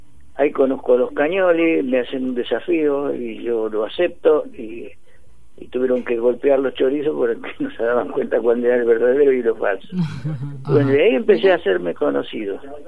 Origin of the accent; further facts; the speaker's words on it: Las Flores, Buenos Aires Province, Argentina; now in Tandil, Argentina; Soy de Las Flores.